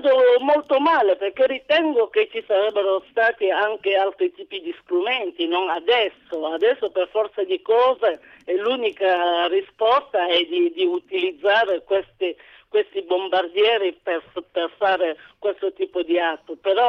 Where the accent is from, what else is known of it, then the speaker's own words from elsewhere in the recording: Calabria, Italy; Ma io, guarda, io sono una calabrese